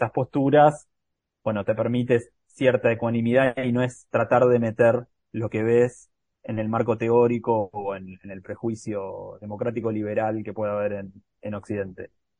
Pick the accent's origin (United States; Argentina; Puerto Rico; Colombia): Argentina; Y también desde el sur y desde nuestros propios problemas como argentinos